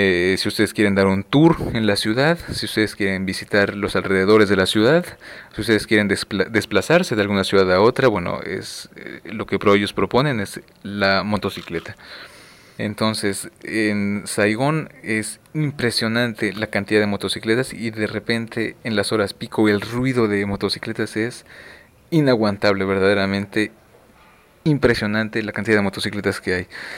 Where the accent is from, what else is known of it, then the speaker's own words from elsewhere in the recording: Mexico; Vietnam para mí, que yo soy mexicano, bueno, se encuentra justamente en el otro lado del mundo